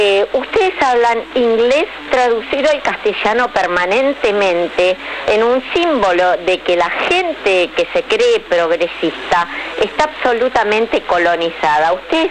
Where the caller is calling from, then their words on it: Barracas, Buenos Aires Province, Argentina; de Barracas.